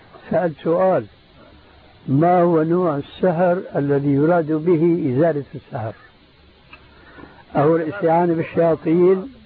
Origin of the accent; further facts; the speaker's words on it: Syria; بسموه عندنا بالشام بورغان بوق